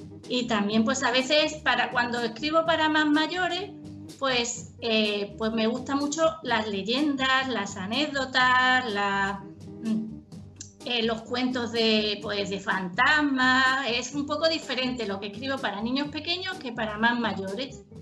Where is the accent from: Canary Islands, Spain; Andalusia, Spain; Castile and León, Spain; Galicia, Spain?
Andalusia, Spain; Yo soy de cerquita, de Málaga, de la provincia de al lado. Y bueno, casi siempre he vivido en Málaga. Así que soy aquí, una poeta y escritora andaluza. Y mujer también, por supuesto.